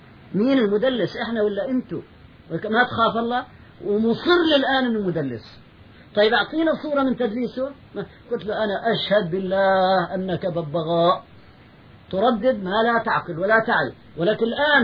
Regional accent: Palestine; هو ألباني وأنا فلسطيني،

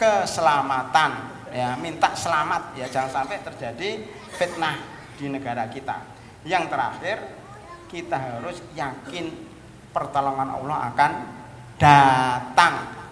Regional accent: Klaten, Central Java, Indonesia; now in Jakarta, Indonesia; Saya aslinya Klaten, tetangganya Boyolali, kabur ke Jakarta.

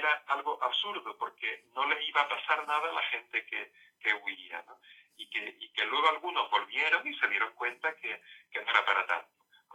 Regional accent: Torrox, Andalusia, Spain; Yo recuerdo el caso de un señor de mi pueblo

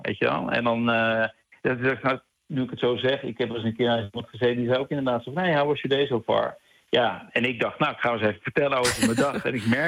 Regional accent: Netherlands; now in New York, United States; Nu hebben wij denk ik ook als Nederlander wel, want het klinkt nu heel negatief voor hoe wij dan misschien overkomen.

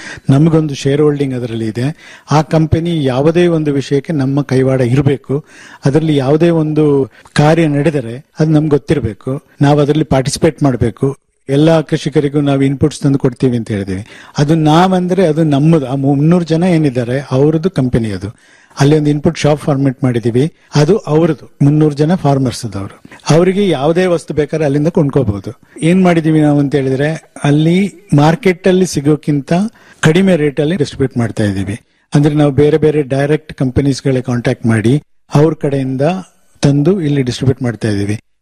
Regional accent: Puliyari, Karnataka, India; ನಾನು ಕೊಡಗಿನಲ್ಲಿ ಒಂದು ಕಾಫಿ ಬೆಳೆಗಾರ ಕೂಡ. ನಮ್ಮ ಗ್ರಾಮ ಪುಲಿಯರಿ ವಿಲೇಜ್.

